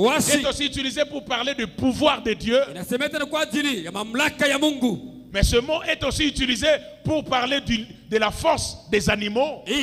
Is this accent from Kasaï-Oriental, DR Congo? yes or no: no; Kinshasa, DR Congo; Je ne suis pas hébreu, je suis congolais